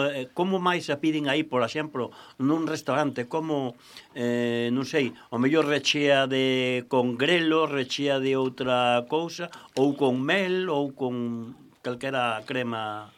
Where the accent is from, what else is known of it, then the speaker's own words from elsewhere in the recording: Navia de Suarna, Galicia, Spain; pola parte de Pampa, donde son eu, de Navi de Suarna, lá da Serra dos Ancares